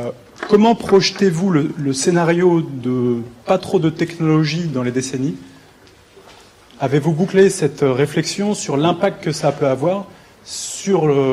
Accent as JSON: {"language": "French", "town": "Rambouillet", "region": "Île-de-France", "country": "France", "tie": "born or raised there", "said": "J'ai grandi à Rambouillet dans une famille qui était exploitant forestier depuis 8 générations."}